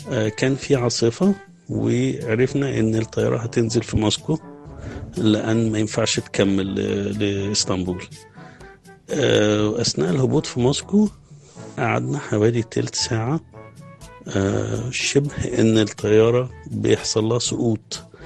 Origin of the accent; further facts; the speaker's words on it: Cairo, Cairo Governorate, Egypt; أنا من القاهرة، بشتغل في مجال المعونات الدولية، والمشروعات التنموية، وشغلي كله في بلاد خارج مصر